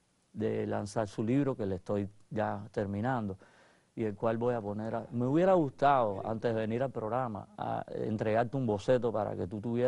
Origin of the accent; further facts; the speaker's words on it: Cuba; yo no nazco en Italia, afortunadamente. Soy cubano, pero soy cubano-italiano